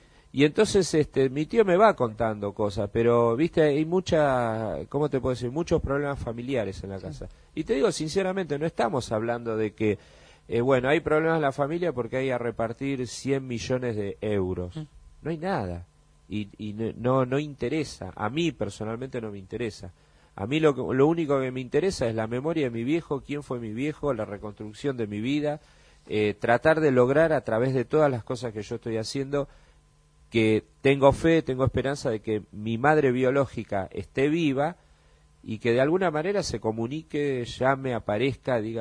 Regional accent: Buenos Aires, Argentina; born there; Sé que nací en una casa en Belgrano, en el barrio de Belgrano.

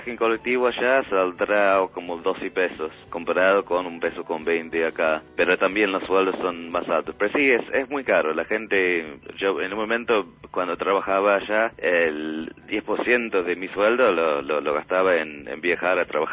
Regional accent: Manchester, North West England, United Kingdom; also born or lived in Sheffield; now in Argentina; Nací en Sheffield y me crié en el sur de Manchester.

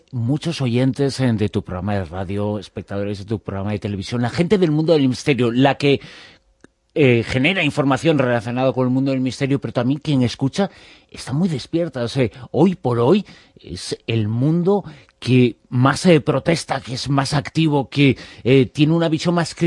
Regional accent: Zaragoza, Aragon, Spain; evidentemente yo soy de Zaragoza

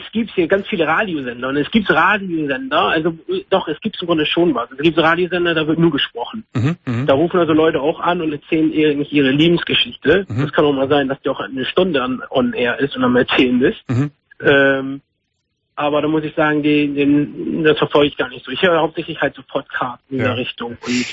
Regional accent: Northern Germany, Germany; also ich komme aus dem Norden Deutschland.

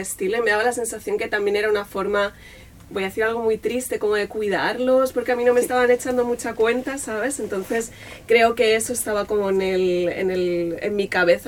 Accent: L'Hospitalet de Llobregat, Catalonia, Spain; cuando era pequeña yo vivía en Hospitalet, que es una ciudad que está a 20 minutos del centro de Barcelona

